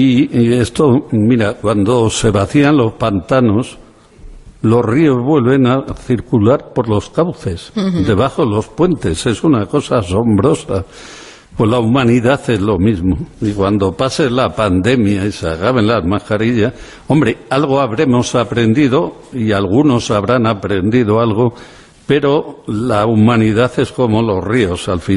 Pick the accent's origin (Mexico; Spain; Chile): Spain; Yo vengo de la España pobre. Fue una familia humilde, normal, y vengo de pueblos perdidos de esta provincia.